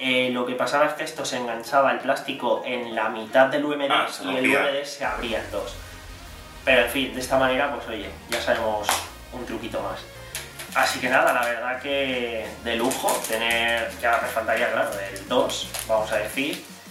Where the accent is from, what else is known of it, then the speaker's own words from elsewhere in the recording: Alicante, Valencian Community, Spain; vine hace 2 años, tal, yo soy de Alicante